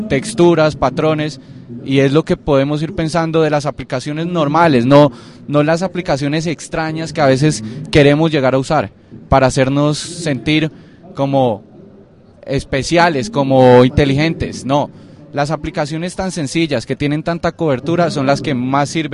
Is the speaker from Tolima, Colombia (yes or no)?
no; Cali, Valle del Cauca, Colombia; now in Bogotá, Colombia; yo vivo aquí en Bogotá y soy de Cali.